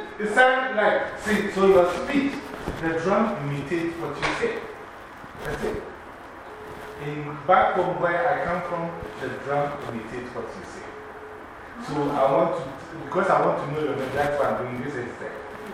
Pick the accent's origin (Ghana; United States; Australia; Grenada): Ghana; And in Africa, like I said, Africa, I'm from Ghana.